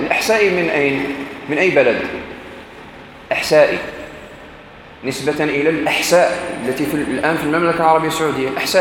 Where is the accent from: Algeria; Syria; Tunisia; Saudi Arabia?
Algeria; وإحنا عندنا في الجزائر كما في تونس عندكم الباكور